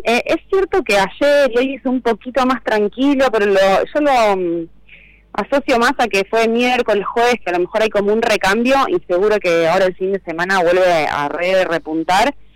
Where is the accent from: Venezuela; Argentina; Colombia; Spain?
Argentina; Santa Fe; también me pueden buscar a mí por Instagram, y es mi celular, que es código de área Buenos de Santa Fe, de donde vengo